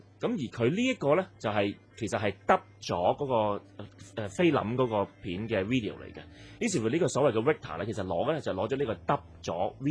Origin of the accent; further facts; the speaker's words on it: Hong Kong; 我系香港人嚟嘅